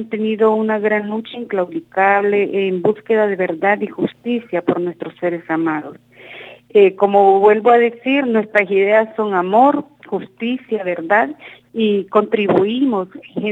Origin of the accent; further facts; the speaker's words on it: Honduras; vengo de Honduras, soy defensora de derechos humanos.